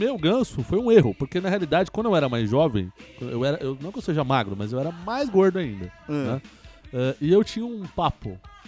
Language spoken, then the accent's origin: Portuguese; São Paulo, Brazil; eu sou de São Paulo, né, capital, na Zona Leste ainda.